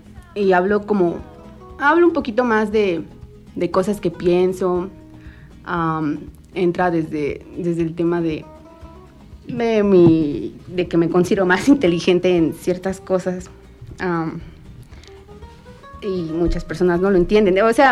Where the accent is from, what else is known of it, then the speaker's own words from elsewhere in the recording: Mexico; me gusta mucho lo como lo mexicano, me gusta mucho mi país.